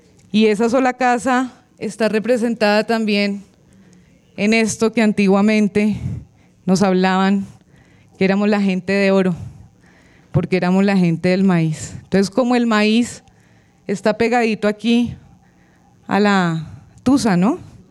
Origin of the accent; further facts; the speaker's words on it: Choachí, Cundinamarca, Colombia; vengo desde Choachí